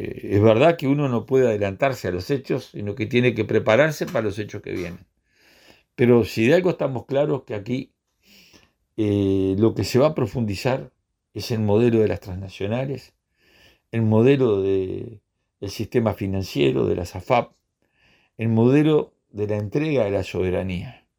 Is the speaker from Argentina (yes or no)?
no; Uruguay; Nosotros como pueblo uruguayo tenemos una deuda histórica con el pueblo haitiano.